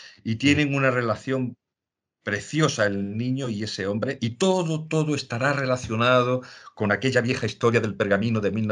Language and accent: Spanish; Andalusia, Spain; en mi tierra, en la provincia de Jaén